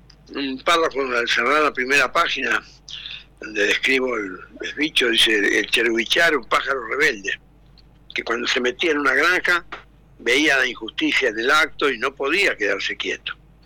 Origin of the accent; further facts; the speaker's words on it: Chaco, Argentina; yo soy chaqueño, yo nací en el Chaco y vivo en el Chaco.